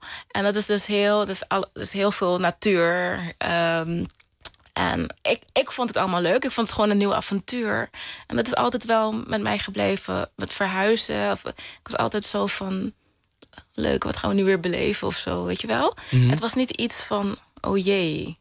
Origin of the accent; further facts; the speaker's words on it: Curaçao; also born or lived in Rotterdam; Ja, ik ben geboren in Rotterdam. Maar ik was heel erg... Ik was 5 toen ik naar... toen mijn familie naar de Antillen verhuisde... En dat was dus Curaçao.